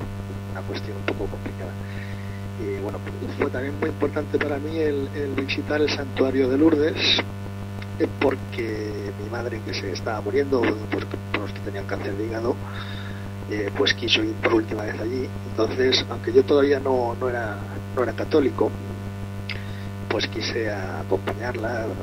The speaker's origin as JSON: {"language": "Spanish", "country": "Spain", "said": "aunque la mayoría de los que formamos el portal somos españoles"}